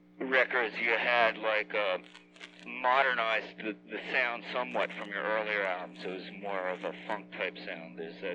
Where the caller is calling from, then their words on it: Philadelphia, Pennsylvania, United States; I'm calling from Philly.